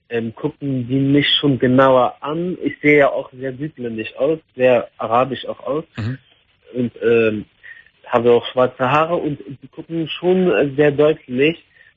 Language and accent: German; Iraq; Ich komme aus dem Irak.